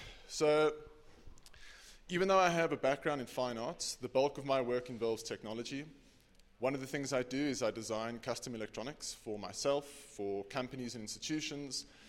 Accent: South Africa; I'm from South Africa. For those of you that don't know, it's the red continent, country at the bottom of the African continent.

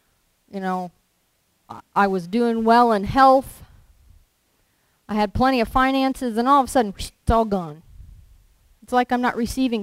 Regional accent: Lewisburg, United States; I grew up in the Methodist church in town in Lewisburg.

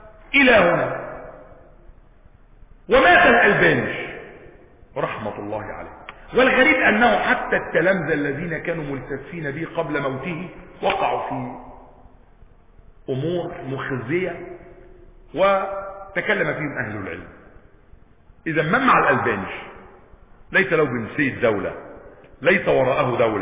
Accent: Egypt; ليس مثلنا احنا مصريين

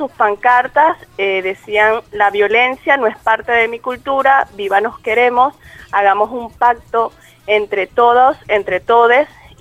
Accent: Venezuela; now in Argentina; Soy venezolana. Tengo ya casi un año acá en Argentina

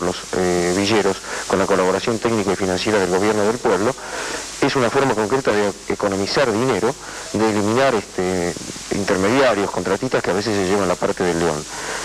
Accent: Argentina; sigo siendo peronista y además soy argentino

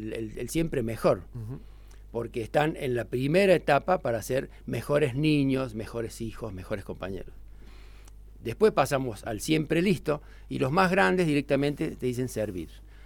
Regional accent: La Falda, Córdoba, Argentina; born there; now in Villa Giardino, Argentina; Yo soy nacido en La Falda, mi familia toda completa es de La Falda.

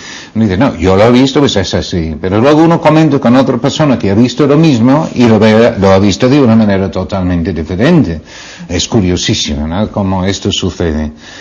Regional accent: United Kingdom; Spanish is a second language; now in Spain; Cuando yo sigue siendo inglés, que ya no lo soy, ya soy español

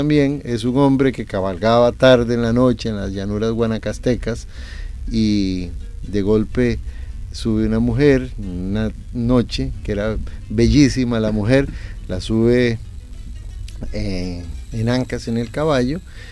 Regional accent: Costa Rica; en Costa Rica, como hemos señalado, somos muy, muy igualitarios.

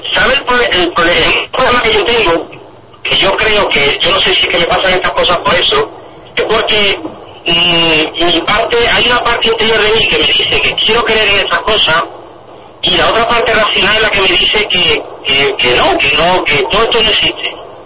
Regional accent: Salteras, Andalusia, Spain; Yo no, yo soy de Saltera, yo no soy de Sevilla.

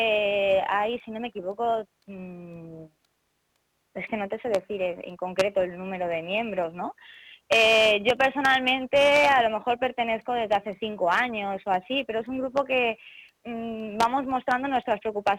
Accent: Elche, Valencian Community, Spain; somos de Elche, vamos a reivindicarnos, vamos a decir lo que pensamos y vamos a unirnos

